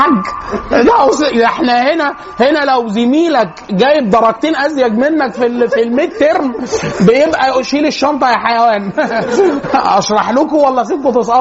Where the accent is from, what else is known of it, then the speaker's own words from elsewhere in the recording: Egypt; فالبيئات عشان كده مثلا احنا عندنا في مصر يكثر جدا الشخصيه الهستيريه